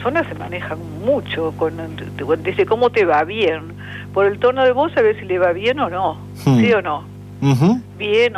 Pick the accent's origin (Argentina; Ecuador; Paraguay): Argentina; Moreno, Buenos Aires Province; born there; Nací en Moreno, sí.